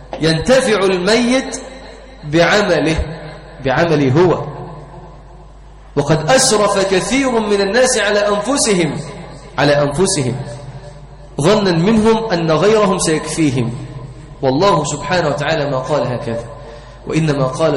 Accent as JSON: {"language": "Arabic", "country": "Egypt", "said": "وفي بعض القرى عندنا في مصر"}